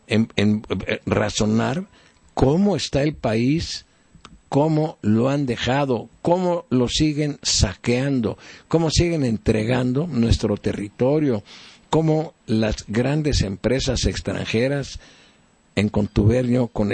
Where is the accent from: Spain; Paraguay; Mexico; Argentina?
Mexico; no tengamos más conciencia como mexicanos de lo que debemos de hacer